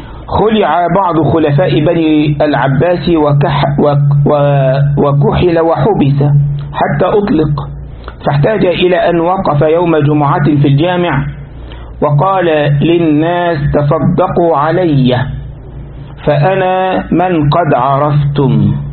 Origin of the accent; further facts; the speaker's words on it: Egypt; عندنا في مصر في منطقة اسمها شبرا